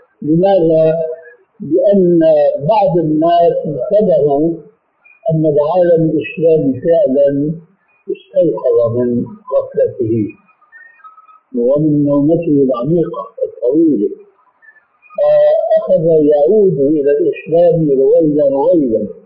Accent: Syria; أول ما شاهدناه عندنا في سوريا

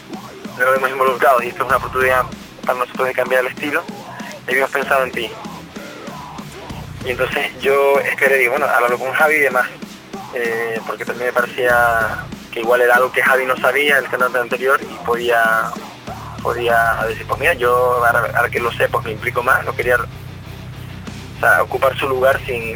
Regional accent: La Orotava, Canary Islands, Spain; Play es un apelativo del norte, yo soy de la Rotava.

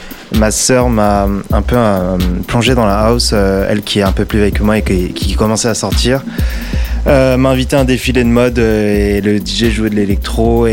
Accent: Vitry, France; en gros moi je viens de Vitry et j'ai des amis

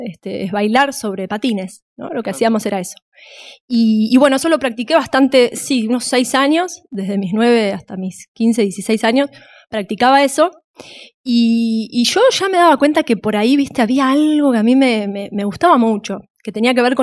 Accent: Villa Luro, Buenos Aires, Argentina; born there; Yo nací en Villaluro.

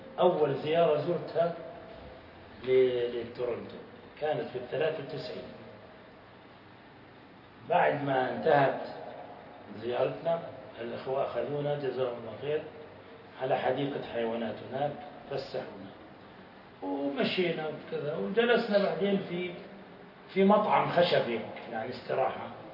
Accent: Jordan; أنا وياه من الأردن فقط

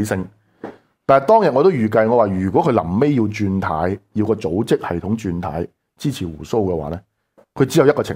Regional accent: Hong Kong; 其实同我哋香港人睇中港关系系唔同的

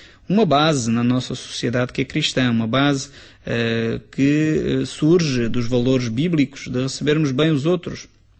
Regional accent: Portugal; É uma marca que eu creio que nós, como portugueses, deveríamos influenciar outros povos na Europa.

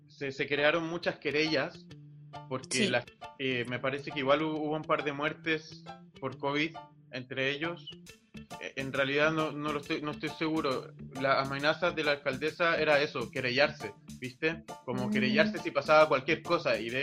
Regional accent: Peñalolén, Santiago Metropolitan Region, Chile; mi familia siempre fue del centro. Y ya mi viejito cuando tuvieron a mi primer hermano, se fueron a la comuna de Peñalolén, ahí cerca de Lormida.

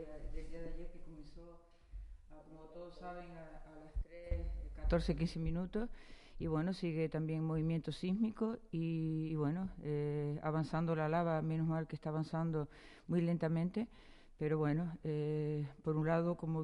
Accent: Los Llanos de Aridane, Canary Islands, Spain; yo soy de Los Llanos, trabajo en Los Llanos toda la vida y conozco a los vecinos

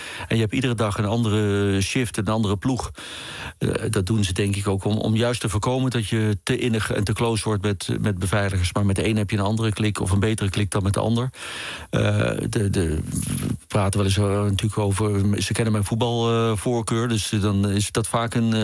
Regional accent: Eindhoven, North Brabant, Netherlands; also born or lived in Amsterdam; En ja, ik ben Amsterdammer, want ik ben daar geboren. En ik ben natuurlijk opgegroeid in Eindhoven.

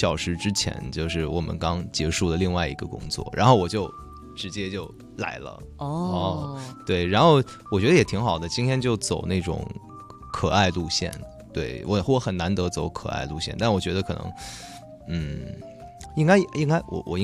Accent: Xuzhou, Jiangsu, China; 那个时候我是徐州人呢、我们那个地方只能搜到江苏的广播，还有徐州的广播。

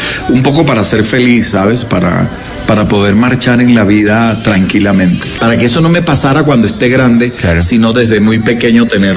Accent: Santa Marta, Magdalena, Colombia; moved away as an adult; now in Bogotá, Colombia; Yo me vine de Santa Marta muy, muy joven, muy chiquito, a Bogotá.

